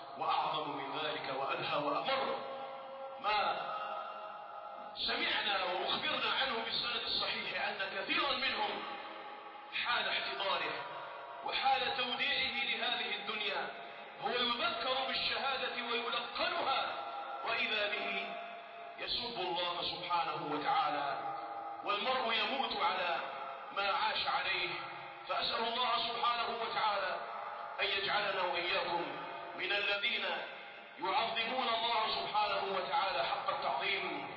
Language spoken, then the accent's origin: Arabic; Algeria; واجعل بلدنا الجزائر هذا بلدا آمنا مطمئنا